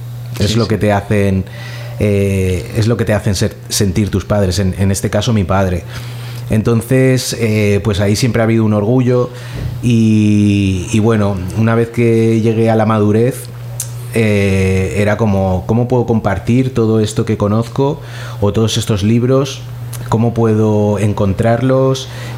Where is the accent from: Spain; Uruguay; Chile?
Spain; Valencia, Valencian Community; De aquí, de Valencia, de padre haitiano y de madre valenciana.